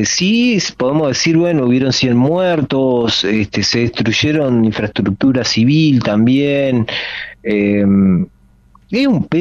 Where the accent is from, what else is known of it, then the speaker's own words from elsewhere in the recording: Uruguay; como uruguayo acá, lo digo desde el año 2006, nunca más volví a visitar Venezuela.